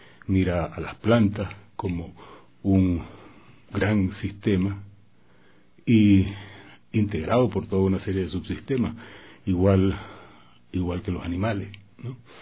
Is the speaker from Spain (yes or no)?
no; Venezuela; moved away as an adult; now in Ecuador; Sí, vengo desde Venezuela. Mi esposo y yo decidimos venirnos.